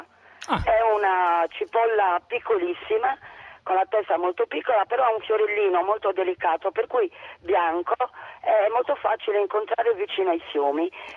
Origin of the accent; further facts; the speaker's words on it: Bitti, Sardinia, Italy; born there; now in Cagliari, Italy; sono nata a Biti, vicino a Nuoro.